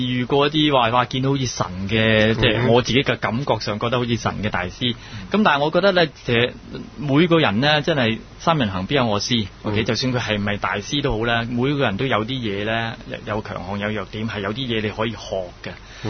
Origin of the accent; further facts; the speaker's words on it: Guangdong, China; 我哋广东人就系叫咩咧？